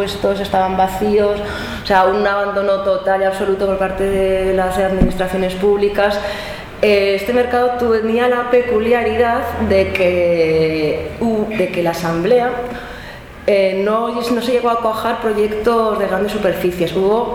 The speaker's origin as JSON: {"language": "Spanish", "town": "Zaragoza", "region": "Aragon", "country": "Spain", "lives_now": "Madrid, Spain", "said": "como decía antes Susana, aunque soy de Zaragoza, llevo ya muchos años viviendo en Madrid"}